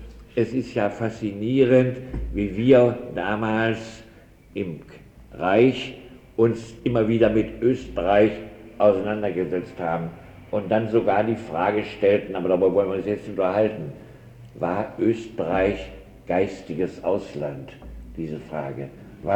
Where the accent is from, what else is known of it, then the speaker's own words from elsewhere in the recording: Prussia, Germany; Ich bin nun also in Preußen aufgewachsen